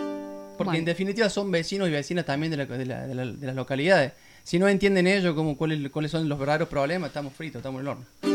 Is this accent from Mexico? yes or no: no; Saldán, Córdoba, Argentina; also born or lived in Mendiolaza; yo soy nacido y criado en Saldán, debo aclararlo, o sea, soy sierrachiquense, neto. Me fui a vivir a Mendiolaza